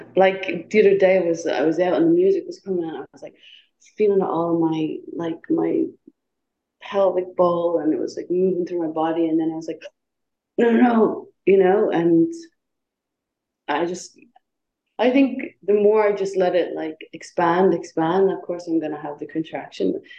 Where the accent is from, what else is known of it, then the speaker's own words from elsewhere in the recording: Ireland; Cause, I grew up in Ireland, you know what I mean?